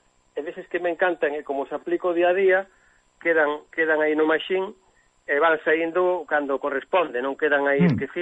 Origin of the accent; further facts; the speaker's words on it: Arangueiros, Galicia, Spain; lembrame unha anécdota dun da miña aldea, Arangueiros